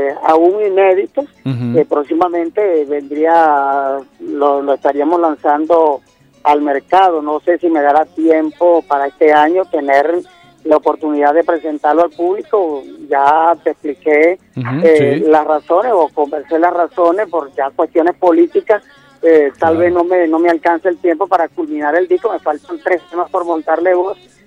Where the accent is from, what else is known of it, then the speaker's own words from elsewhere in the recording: Calabozo, Guárico, Venezuela; Hay un compromiso social con el pueblo de Calabozo, hay un compromiso social con mi tierra natal, con mi estado Guárico.